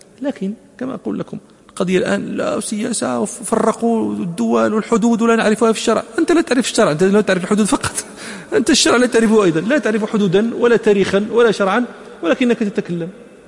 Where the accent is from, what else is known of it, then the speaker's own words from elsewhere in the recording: Morocco; وكان عندنا في المغرب